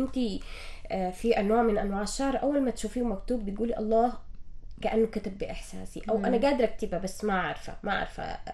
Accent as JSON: {"language": "Arabic", "country": "Sudan", "said": "نحن ما شاء الله عندنا في السودان يعني الثقافات واللغات مختلفة جدا"}